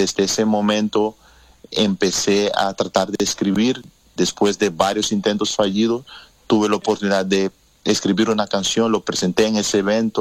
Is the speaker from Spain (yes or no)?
no; Curaçao; now in Netherlands; Yo llevo 10 años ya acá. Uh-huh. Tengo 10 años, me vine en el 2010, me vine con mis padres al principio, y también por mis estudios, ¿no? Como soy de Curazao, nosotros los curazoleños tenemos nacionalidad holandesa